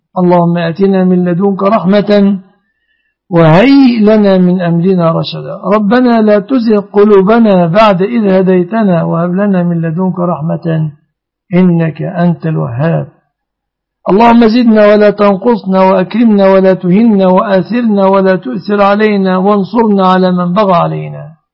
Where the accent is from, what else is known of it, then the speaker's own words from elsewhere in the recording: Egypt; واحفظ بلادنا مصر آمنة مطمئنة من كل مكروه ومن كل سوء